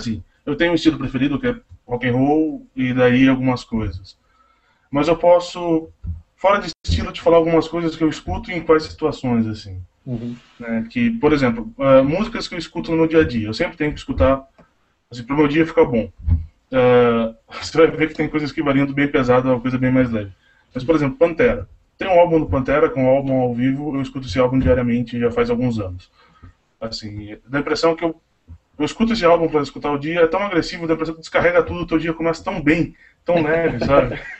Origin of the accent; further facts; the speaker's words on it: Tatuí, São Paulo, Brazil; eu sou de Tatuí, né?